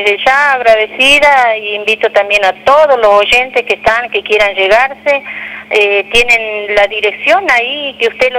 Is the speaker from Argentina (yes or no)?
yes; La Quiaca, Jujuy, Argentina; yo soy de La Quiaca, de cerquita de La Quiaca, más efectivamente Sanzana, ya le decía, es un vallecito chiquito, que no dice nada, camino a Yavi, pero de ahí soy yo, oriunda de ahí